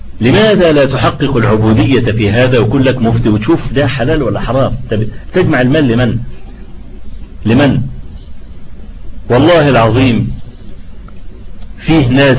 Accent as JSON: {"language": "Arabic", "country": "Egypt", "said": "انا لما عملوا الطريق الاستراد اللي عندنا في مصر"}